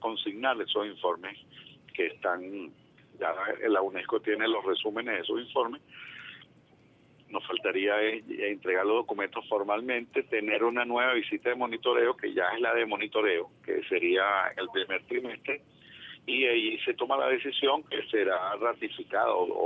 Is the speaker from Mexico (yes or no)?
no; Venezuela; nosotros como pueblo venezolano